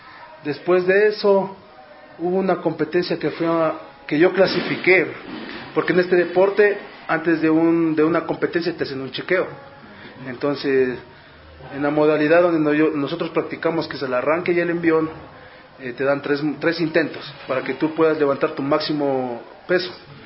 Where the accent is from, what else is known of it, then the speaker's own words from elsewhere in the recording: Carchi, Ecuador; born there; yo nací en la provincia de Carchi, justamente el 4 de septiembre de 1992. … Viví cerca de 6 años en lo que es la provincia de Carchi.